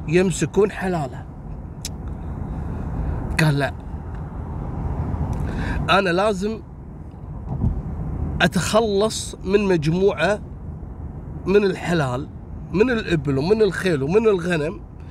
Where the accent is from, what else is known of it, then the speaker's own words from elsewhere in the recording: Kuwait; هذا الرجم حتى عندنا في الكويت عندنا منطقة اسمها رجم خشمان،